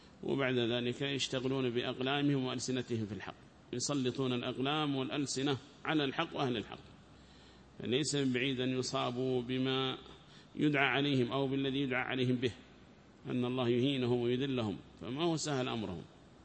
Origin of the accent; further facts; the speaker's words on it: Taiz, Taiz Governorate, Yemen; وهذا مشهور قال عندنا في تعز